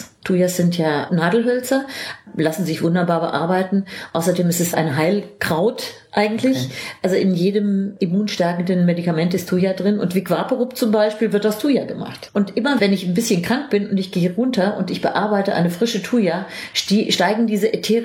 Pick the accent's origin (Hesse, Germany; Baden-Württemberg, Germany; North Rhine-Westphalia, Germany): Hesse, Germany; Frankfurt; als Frankfurter dachte ich irgendwie, Weimar, Goethe.